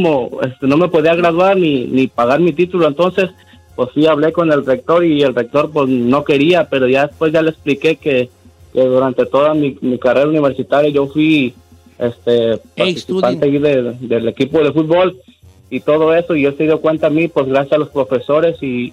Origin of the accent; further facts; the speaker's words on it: Nayarit, Mexico; yo soy de Nayarit, Don Cheto.